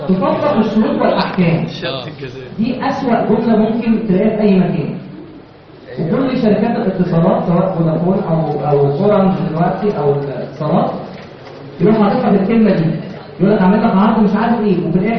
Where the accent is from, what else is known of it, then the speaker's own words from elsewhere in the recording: Egypt; احنا مش لسه كمصريين كلنا ما بنقراش الحاجه اللي بنمضي عليها كويس